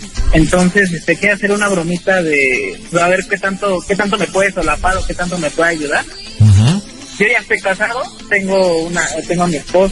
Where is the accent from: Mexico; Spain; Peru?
Mexico; Tula; now in Querétaro, Mexico; No, mira, soy tuleño, nacido en México y radicando en Querétaro.